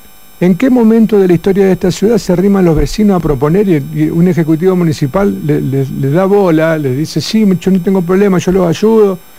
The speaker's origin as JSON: {"language": "Spanish", "town": "Coronda", "region": "Santa Fe", "country": "Argentina", "said": "Porque nosotros cuando salimos de Coronda, hablamos de Coronda con el pecho ancho, porque tenemos una ciudad hermosa."}